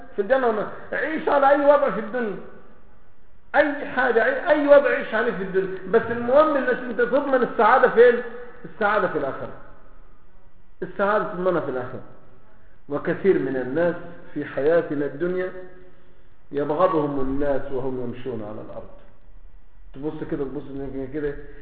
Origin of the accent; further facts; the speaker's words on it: Egypt; عندنا في مصر يقول له دارينا بسكاتك